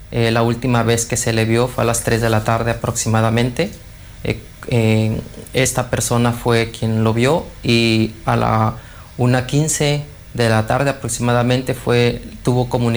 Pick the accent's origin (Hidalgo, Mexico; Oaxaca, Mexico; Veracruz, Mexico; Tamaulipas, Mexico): Oaxaca, Mexico; Tehuantepec; soy originario de Tehuantepec, del estado de Oaxaca, en México